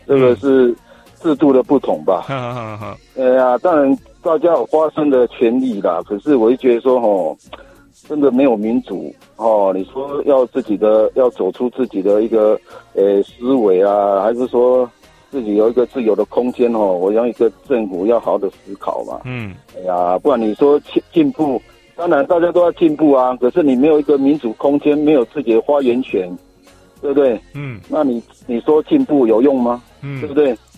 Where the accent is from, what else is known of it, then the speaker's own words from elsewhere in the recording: Pingtung County, Taiwan; 我是宪兵嘛。我是屏东这边坐火车上去啊。